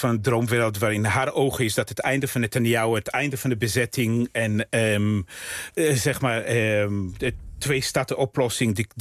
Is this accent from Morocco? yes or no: no; Israel; first language Russian; Dutch is a second language; now in Netherlands; Ik ben opgegroeid in Israël, dus met ouders die, toen ik klein was, nog nauwelijks Hebreeuws spraken. Dus ik had echt een immigrantentaal.